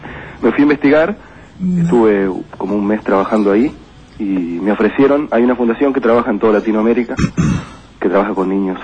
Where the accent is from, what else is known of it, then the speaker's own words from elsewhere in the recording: Buenos Aires, Argentina; yo soy nacido en Capital Federal.